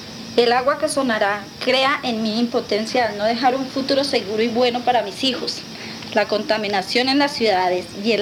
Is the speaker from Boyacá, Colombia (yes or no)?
yes; Soatá, Boyacá, Colombia; El agua que suena ahora, hablando de donde soy, de mi pueblo, Soatá, ya es escasa